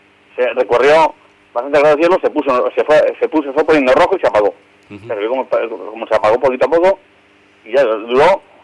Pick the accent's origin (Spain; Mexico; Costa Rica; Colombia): Spain; Cuenca, Castilla-La Mancha; aquí en mi pueblo, en Cuenca, hay un cielo espectacular.